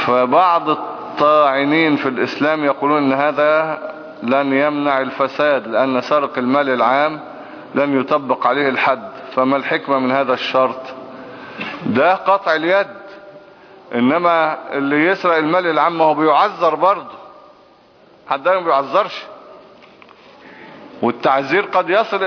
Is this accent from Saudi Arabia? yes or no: no; Egypt; مش مصلحة ان احنا نقعد نطحن في بعض ونموت بعض يعني كمصريين يعني.